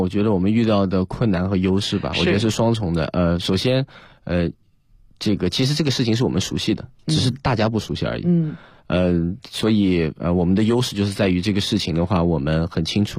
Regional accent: China; 我是来自中国一个比如说五六线城市啊，甚至十线城市。

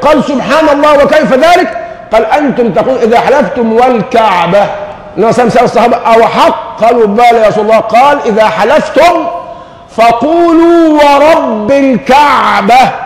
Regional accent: Egypt; احنا للان النازمه دي ماسكه في لساننا كمصريين

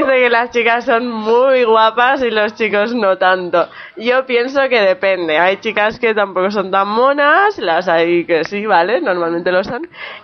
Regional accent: Mallorca, Balearic Islands, Spain; soy de Mallorca, vienen mucho, y bueno, siempre he vivido cerca del turismo, siempre han venido alemanes a la isla

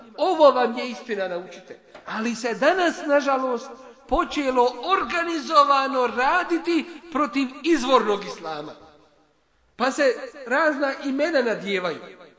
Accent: Bosnia & Herzegovina; takvi su na birou za zapošljavanje kod nas u Bosni.

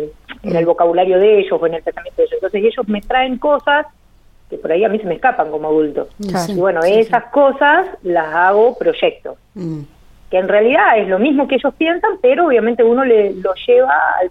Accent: Lamarque, Río Negro, Argentina; born there; now in Guatraché, Argentina; En realidad, hace 7 años que vivo acá en Huatrache. Uh-huh. Yo soy nacida en La Marque, Río Negro.

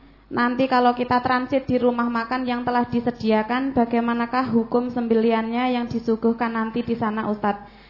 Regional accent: Paranggupito, Central Java, Indonesia; Saya dari Parangkupito, Ustaz.

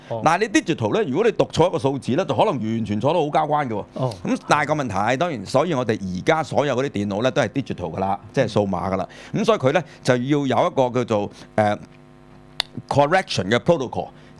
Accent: China; 我哋中國人所發明嘅，嚇、已經有好耐歷史嘅啦

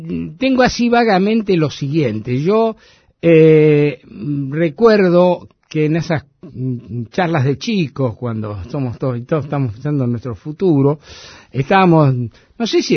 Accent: Buenos Aires, Argentina; born there; yo nací en La Boca. En un conventillo de La Boca, en Gavotti Durance, todavía está.

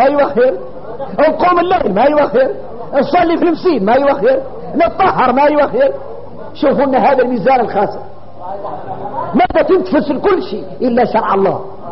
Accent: Mauritania; احنا موريتاني واحنا موريتاني غريبين

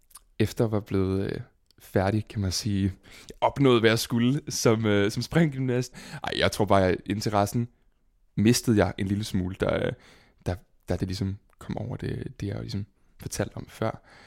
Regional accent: Roskilde, Zealand, Denmark; jeg er fra Roskilde, og er født og opvokset der. Meget af min familie er fra Roskilde og bor i Roskilde. Boede i sådan en lille by, der hedder Svorslev, uden for Roskilde. En lille sådan lokalsamfund

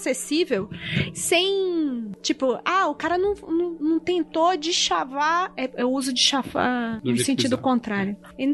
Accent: Amazonas, Brazil; Mas eu sou amazonense!

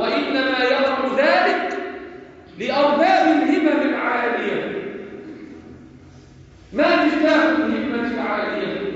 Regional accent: Egypt; واحفظ بلدنا مصر

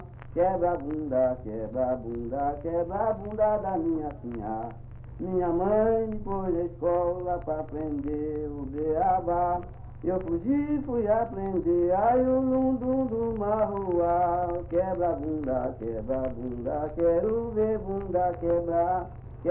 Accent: Goiás, Brazil; born there; Em Goiás.

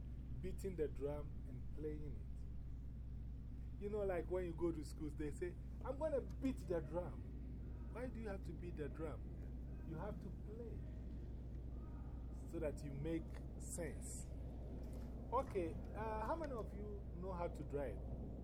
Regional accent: Ghana; I'm from Ghana, West Africa.

